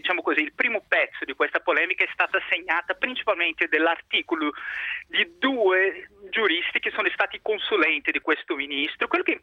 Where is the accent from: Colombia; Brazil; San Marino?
Brazil; now in Verona, Italy; sono brasiliano, abito da sette anni in Italia